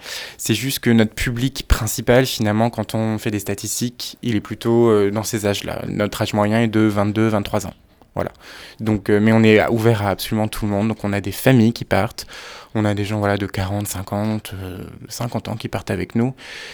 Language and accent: French; France; Je suis français, donc je suis là depuis 3 mois maintenant.